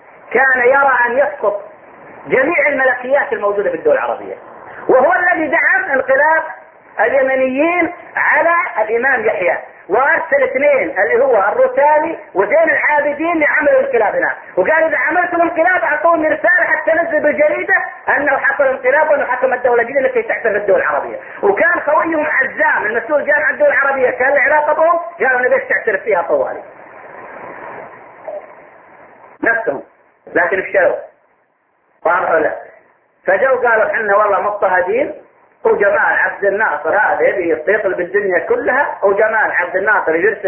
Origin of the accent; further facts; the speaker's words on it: Saudi Arabia; فكان عندنا في السعودية تنظيم للمصريين فقط